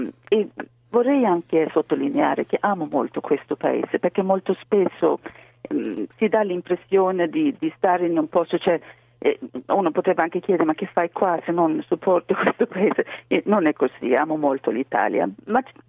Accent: Sweden; now in Italy; Svezia, o anzi si parla tantissimo di uguaglianza tra i sessi, è veramente una cosa molto molto forte nel mio paese.

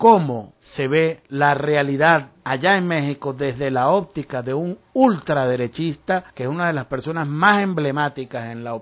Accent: Venezuela; Como venezolano, esa es nuestra responsabilidad en este tiempo.

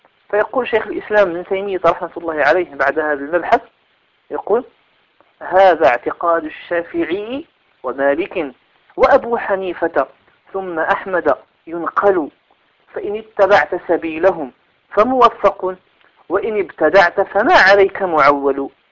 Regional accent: Morocco; كما هو الحال في بلدنا المغرب،

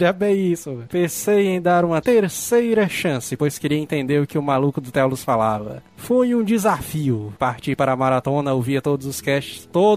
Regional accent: Northeast Region, Brazil; pois sou nordestino.

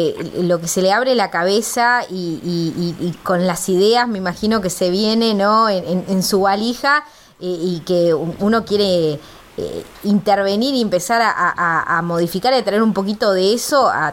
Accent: Córdoba, Argentina; yo que vengo de otras provincias, bueno, vos también, Gabriela, ¿no? Que venimos de Córdoba

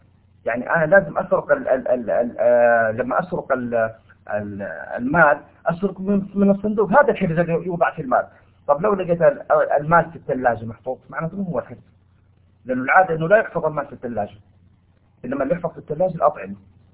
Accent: Saudi Arabia; هنا عندنا في المملكة العربية السعودية لو سرق نقطع يده

